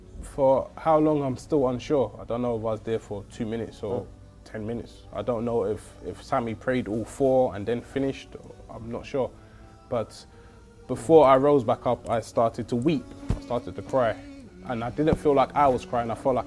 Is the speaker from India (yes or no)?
no; United Kingdom; My mother and father, who are from the Caribbean … I am British and I live in London.